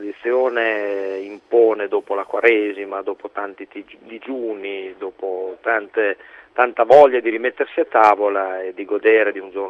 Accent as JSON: {"language": "Italian", "region": "Abruzzo", "country": "Italy", "said": "La mia di origine del centro Italia, sono abruzzese"}